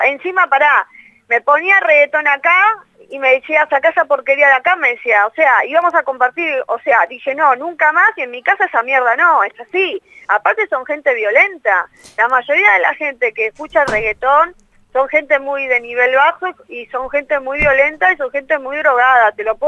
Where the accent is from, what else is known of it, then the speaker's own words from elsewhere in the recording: Argentina; O sea, si yo soy argentina, soy nacionalista aparte, entonces necesito hacer temas en castellano